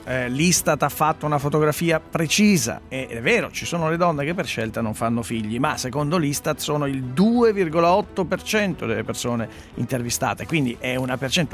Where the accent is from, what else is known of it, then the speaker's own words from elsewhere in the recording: Milan, Lombardy, Italy; Sei abituato perché stai dicendo perché sono di Milano?